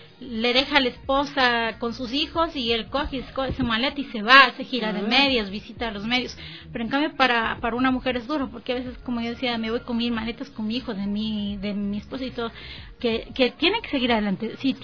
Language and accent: Spanish; Ecuador; Soy la única de Ecuador, no hay más.